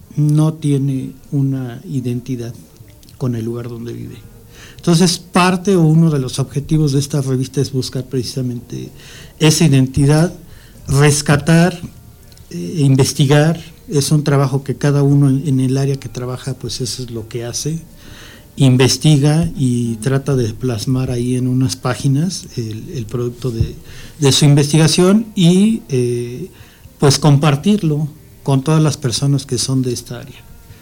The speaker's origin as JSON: {"language": "Spanish", "region": "Mexico City", "country": "Mexico", "lives_now": "Ixtapaluca, Mexico", "said": "Yo provengo de la Ciudad de México y pues por azares del destino me tocó tener mi casa por acá hace ya 27 años"}